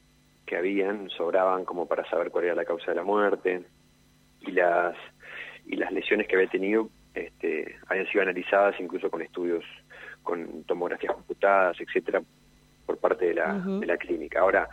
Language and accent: Spanish; Neuquén, Argentina; soy neuquino, vivo separado de un puente de la ciudad de Cipolletti.